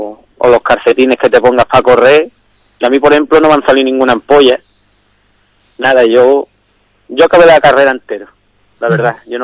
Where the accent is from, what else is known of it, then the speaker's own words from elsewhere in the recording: Ubrique, Andalusia, Spain; porque soy de Ubrique y se han hecho en Ubrique.